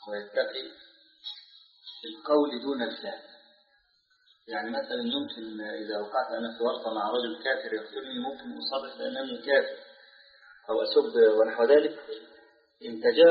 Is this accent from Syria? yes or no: no; Egypt; وهنا بعض الشباب عندنا في مصر نشر رسالة